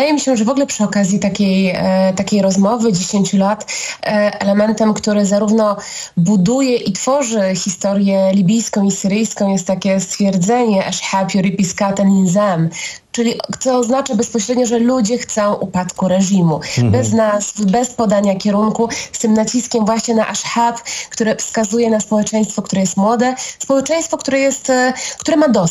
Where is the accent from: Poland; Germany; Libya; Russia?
Libya; Ja pochodzę ze wschodu Libii, tego nienawidzonego wschodu przez Muammara Kaddafiego